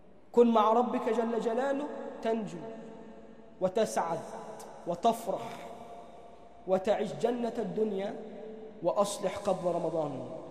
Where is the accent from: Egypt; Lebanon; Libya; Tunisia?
Egypt; اللهم اجعل بلدنا مصر أمناً أماناً، سخاءً رخاءً